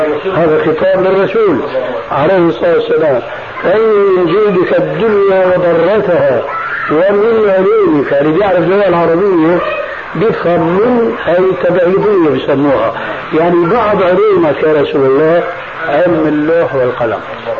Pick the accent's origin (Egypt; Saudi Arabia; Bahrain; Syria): Syria; Levant; ونحن عندنا في الشام